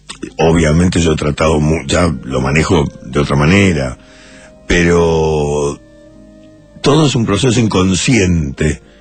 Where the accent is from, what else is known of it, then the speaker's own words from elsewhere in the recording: Uruguay; Se me di cuenta en el momento en que ponía el pie en el Uruguay. Cuando llegué, me di cuenta. Y necesitaba ir a lo de Carlos, necesitaba estar en mi país.